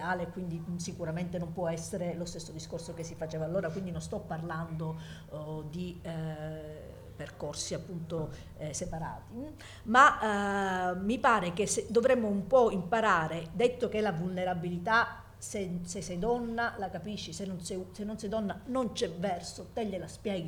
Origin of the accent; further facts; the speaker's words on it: Calabria, Italy; io sono calabrese e non emiliana, e sono donna, e ho 50 anni, e ho pure una figlia